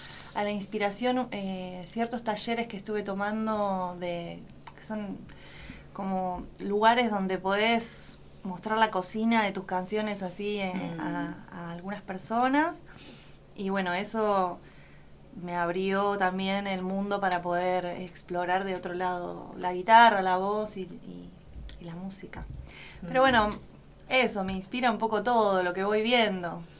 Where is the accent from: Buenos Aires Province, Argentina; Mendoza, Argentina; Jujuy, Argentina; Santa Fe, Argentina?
Buenos Aires Province, Argentina; San Nicolás de los Arroyos; yo soy de San Nicolás de los Arroyos, que es una ciudad que queda al norte de la provincia de Buenos Aires. Empecé ahí, de chiquita, a cantar